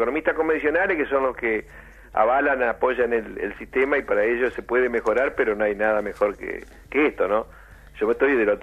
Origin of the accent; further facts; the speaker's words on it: Argentina; no somos los argentinos los que tomamos las decisiones ni los que definimos las grandes estrategias